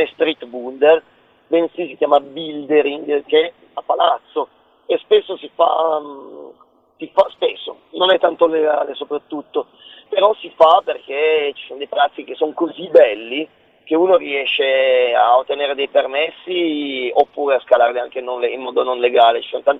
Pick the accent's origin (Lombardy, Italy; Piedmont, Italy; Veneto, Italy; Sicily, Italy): Piedmont, Italy; Turin; Sicuramente da torinese